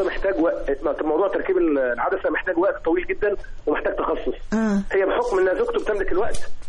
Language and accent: Arabic; Tanta, Gharbia, Egypt